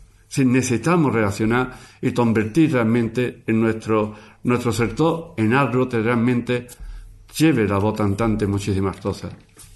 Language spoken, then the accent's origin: Spanish; Marchena, Andalusia, Spain; Yo sabía que cuando íbamos a Sevilla, soy de Marchena, íbamos a Sevilla, al médico